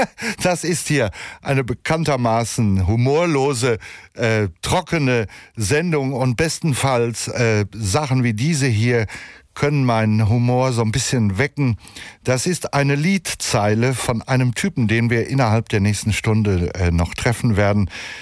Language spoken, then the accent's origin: German; North Rhine-Westphalia, Germany; Und ich als Westfale, ich meine, wir sind nicht grundsätzlich stur